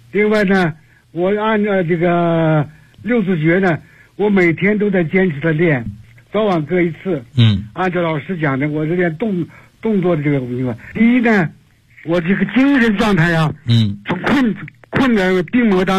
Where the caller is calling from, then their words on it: Beijing, China; 我是北京的